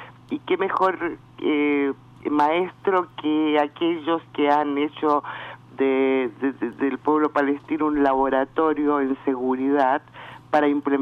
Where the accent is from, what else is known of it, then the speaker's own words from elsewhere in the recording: Argentina; nosotros no necesitamos nada de Israel como argentinos.